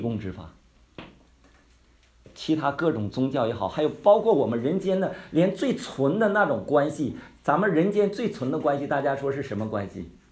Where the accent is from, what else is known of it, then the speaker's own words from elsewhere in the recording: Heilongjiang, China; now in Beijing, China; 我是黑龙江出来的，所以呢还得回边远地方